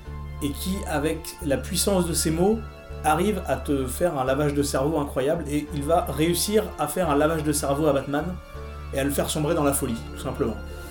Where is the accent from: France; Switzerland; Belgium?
France; chez nous, en France, on a de la chance